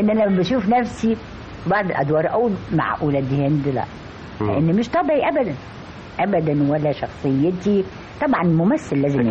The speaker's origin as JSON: {"language": "Arabic", "country": "Egypt", "said": "وانا مصري بالذات طيب القلب قوي مجامل قوي كريم قوي"}